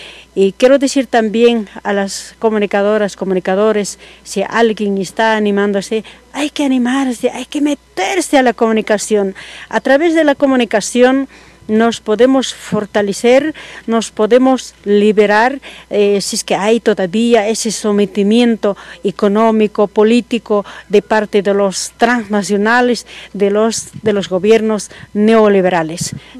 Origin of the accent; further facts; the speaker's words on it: Potosí, Bolivia; also born or lived in Cochabamba; now in La Paz, Bolivia; vengo de Bolivia, del departamento, soy departamento de Potosí, pero actualmente radico, antes radicaba en Cochabamba, ahora estoy radicando en el departamento de La Paz